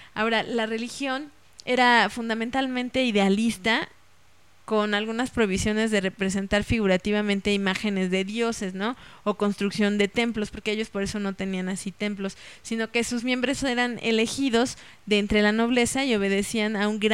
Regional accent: Mexico; por eso nosotros como mexicanos ahora tenemos tantos templos antiguos

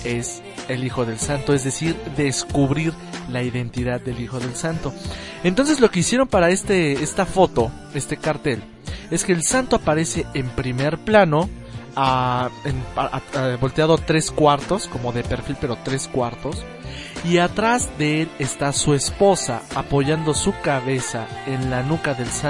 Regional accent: Mexico; pues a nosotros como mexicanos, pues sí, a nivel nacional

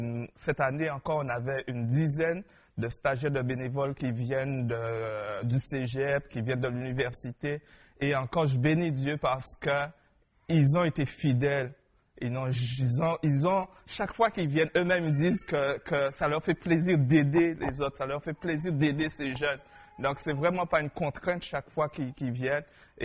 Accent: St. Martin; Parce que je viens de l'île de Saint-Martin, ça me fait penser à la plage.

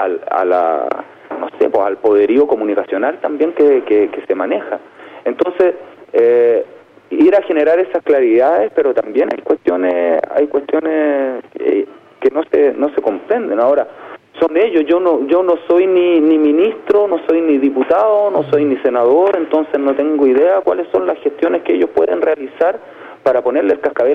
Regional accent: Chile; primero somos todos los chilenos

